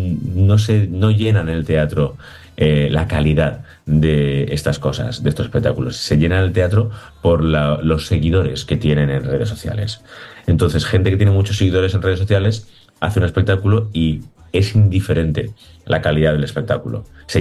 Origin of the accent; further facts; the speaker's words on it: Valencian Community, Spain; todos los actores somos valencianos y nos conocen